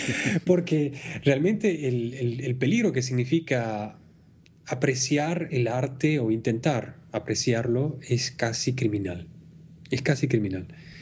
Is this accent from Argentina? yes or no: yes; Argentina; Yo soy argentino, sí.